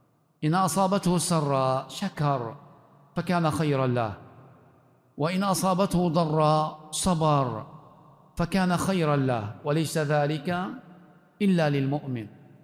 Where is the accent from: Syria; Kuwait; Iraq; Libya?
Libya; في بلدنا ليبيا أو في بلد المغرب أن الأمر جد